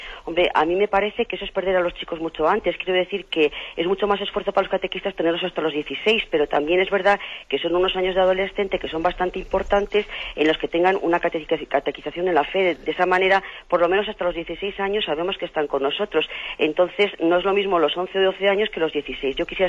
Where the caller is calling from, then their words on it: Soria, Castile and León, Spain; de Soria. Adelante. Soy catequista.